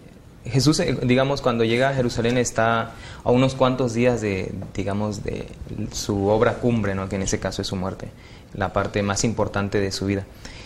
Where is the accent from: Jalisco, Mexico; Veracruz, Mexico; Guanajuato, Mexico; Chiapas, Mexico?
Chiapas, Mexico; estudio teología y vengo de Chiapas.